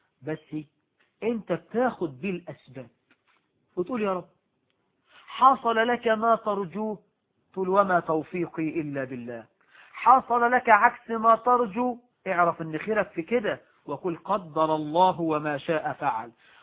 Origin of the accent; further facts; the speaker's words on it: Morocco; عندنا في المغرب بيعضوا الرجال والنساء يأكلون على طاولة واحدة